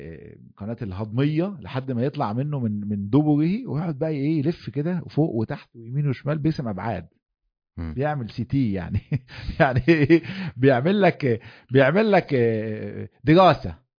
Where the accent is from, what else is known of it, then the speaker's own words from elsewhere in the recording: Egypt; واحنا عندنا في مصر يعني اللمز ده من الحاجات اللي يعني معروف يعني